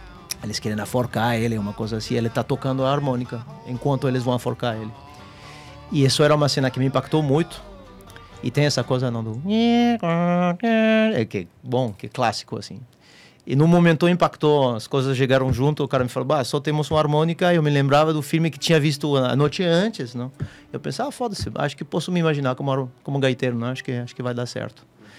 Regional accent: France; Portuguese is a second language; eu cresci na França dos anos, final dos anos 80, começo nos anos 90, né

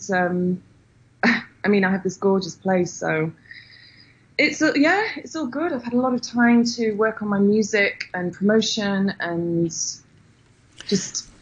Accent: England, United Kingdom; obviously I'm from England, so as you are.

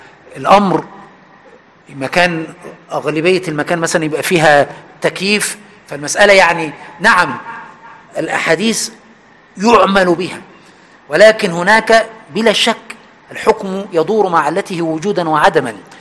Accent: Aswan, Aswan Governorate, Egypt; moved away; حتى عندنا في أسوان عندما آخر مرة رحتها من حوالي 10 سنين

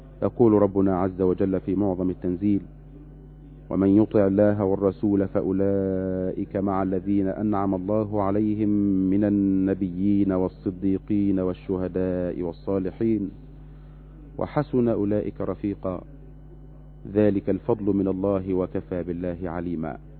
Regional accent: Egypt; أن تمنحنا وتمنح بلدنا مصر الأمن والأمان والسلم والسلام

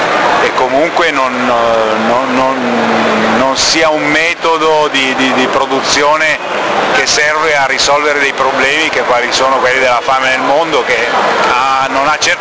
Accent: Colle di Val d'Elsa, Tuscany, Italy; Noi siamo della Toscana, di Colle Valdelsa, in provincia di Siena.

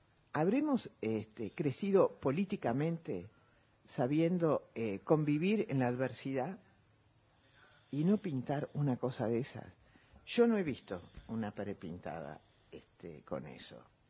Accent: Argentina; Qué enteros y fuertes somos los argentinos

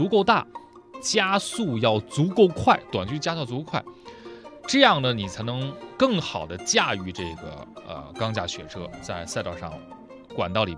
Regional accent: Dalian, Liaoning, China; 我小时候是在大连，大连是一个山城啊，它那个坡很多，

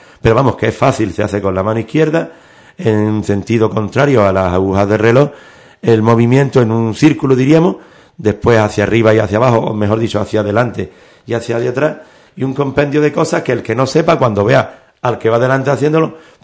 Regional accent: Ubrique, Andalusia, Spain; Aquí en Ubrique se come divinamente, lo dice un ubriqueño que ha estado por todo el mundo, y como se come en mi pueblo, en pocos sitios.

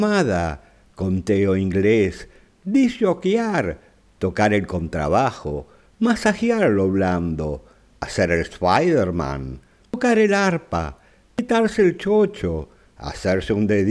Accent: Argentina; Por lo menos es lo que yo interpreto aquí en mi país, Argentina.

